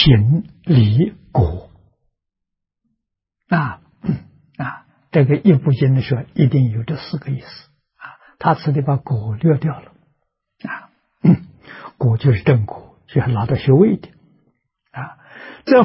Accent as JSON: {"language": "Chinese", "town": "Nanjing", "region": "Jiangsu", "country": "China", "tie": "born or raised there", "said": "我记得我小时候在南京念书，啊，那个时候念初中"}